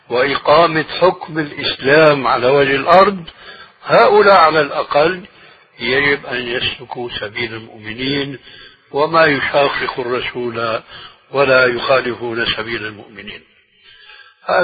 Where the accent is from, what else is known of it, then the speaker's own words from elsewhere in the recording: Syria; وهو يشير إلى بلدي يعني سوريا